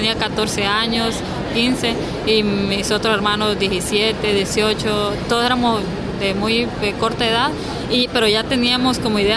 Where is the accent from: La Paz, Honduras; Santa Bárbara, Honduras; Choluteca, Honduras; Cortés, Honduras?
Santa Bárbara, Honduras; Macuelizo; Bueno, nací en Macuelizo, Santa Bárbara, los barrios de ahí. Ahí he vivido, he crecido, he estudiado y ahí sigo siempre.